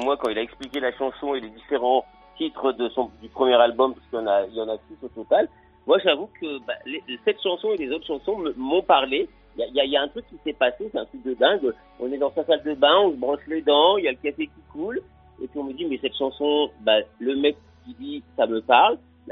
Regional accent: Nice, Provence-Alpes-Côte d'Azur, France; Non, je suis bien chez moi à Nice.

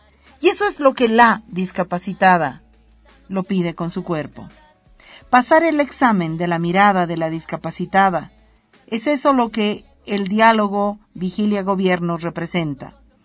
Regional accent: Bolivia; existo, aquí estoy, siento, pienso y soy boliviana.

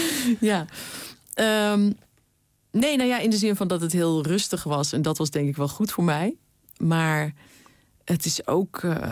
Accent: Utrecht, Netherlands; waar ik vandaan kom, is nu weer paardenmarkt. Althans in Vianen dan, weet je wel, in het stadje wat grenst aan het dorp.

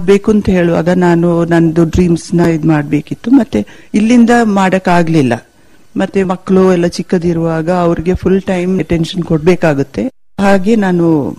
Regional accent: Madikeri, Karnataka, India; also born or lived in Bengaluru; ನಾವು ಸಿಟಿಯಲ್ಲೇ ಬೆಳೆದಿದ್ದು, ಮಡಿಕೇರಿಯಲ್ಲಿ ಶಾಲೆಗೆ ಹೋದೆ, ಬೆಂಗಳೂರಲ್ಲಿ ಕಾಲೇಜ್ಗೆ ಹೋದೆ, ಅಲ್ಲೇ ಕೆಲಸದಲ್ಲಿ ಇದ್ದೆ. ಮದ್ವೆ ಆಗೋಕ್ಕಿಂತ ಒಂದು 6 ತಿಂಗಳು ಮುಂದೆ ಬಂದು ಇಲ್ಲಿ ಸೆಟ್ಲ್ ಆಗಿದ್ದೀನಿ.

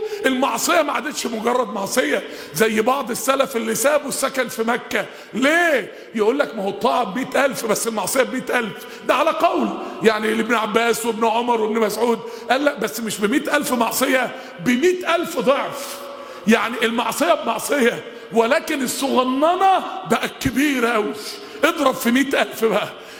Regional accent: Mansoura, Dakahlia, Egypt; كان عندنا في المنصورة واحد

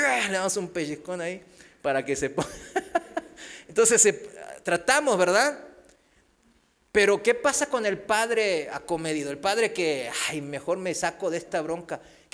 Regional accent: South Korea; de educación, de cultura, de nacionalidad, pues yo soy de Corea

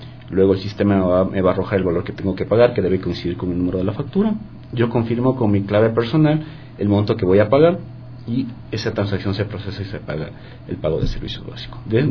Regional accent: Ecuador; Nosotros como ecuatorianos debemos estar orgullosos de este sistema que tenemos

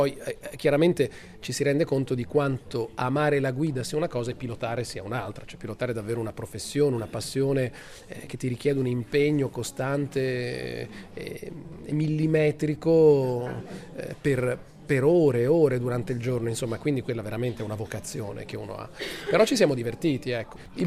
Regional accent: Emilia-Romagna, Italy; raccontando questa terra che è la mia terra, cioè l'emiliano romagnolo è la lingua dei motori.

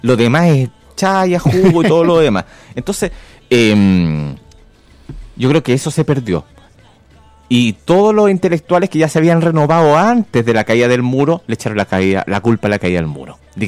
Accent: Maipú, Santiago Metropolitan, Chile; born there; Yo nací en Maipú, sí. un lugar que quiero mucho.

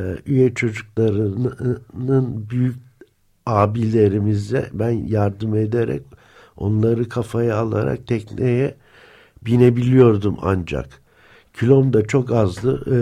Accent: Istanbul, Turkey; İstanbulluyum. Deniz kenarında doğdum. Suadiye'de. Yüzmeyi kendi başıma öğrendim.

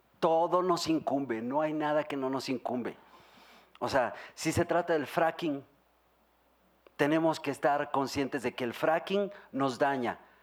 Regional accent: Mexico; O sea, yo como mexicano digo, no, claro que no.

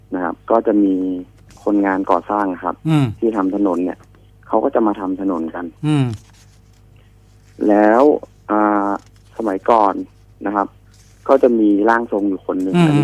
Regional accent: Chai Nat, Thailand; also born or lived in Nonthaburi; ครับผมเกิดที่นนทบุรีแต่ผมมาโตที่จังหวัดชัยนาทตั้งแต่เด็กครับ

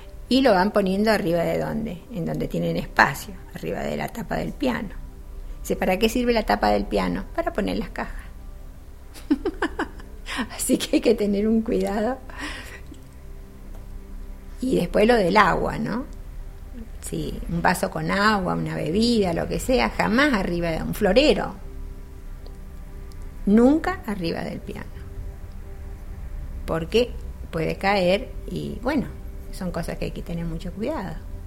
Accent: Spain; Como buenos españoles, al llegar a Sagunto no encontrábamos dónde estaba el salón y qué era.

